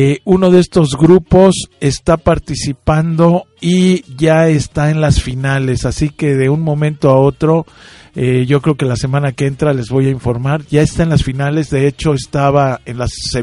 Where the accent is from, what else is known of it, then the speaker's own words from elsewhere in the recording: Mexico; Así que como mexicanos, pues qué orgullo, ¿no?